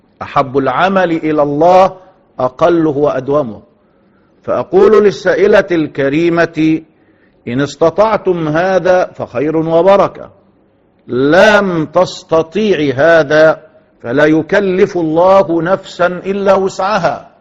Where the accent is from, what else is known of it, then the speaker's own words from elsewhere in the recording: Egypt; كما نقول دائما في المثل العام عندنا في مصر